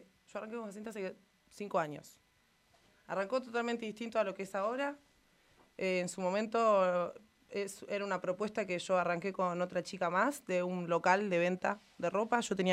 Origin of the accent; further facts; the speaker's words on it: Santa Rosa, La Pampa, Argentina; also born or lived in La Plata; a los 2 años míos nos vinimos para acá, o sea, me crié en Santa Rosa, tengo toda mi familia acá.